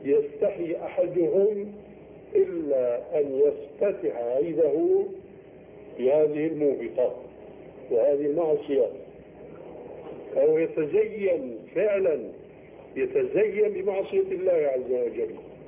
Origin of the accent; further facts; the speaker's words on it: Syria; يسموه عندنا في الشام جنفيس،